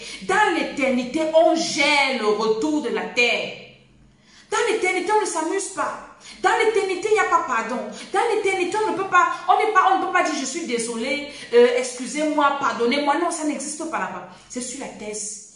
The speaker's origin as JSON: {"language": "French", "country": "Cameroon", "said": "Je suis camerounaise."}